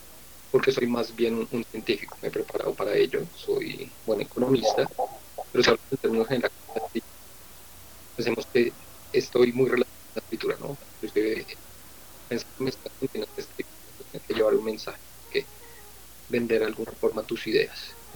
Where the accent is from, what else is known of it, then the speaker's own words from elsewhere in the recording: Bogotá, Colombia; Básicamente puedo decir que soy de Bogotá. Resido aquí en Bogotá.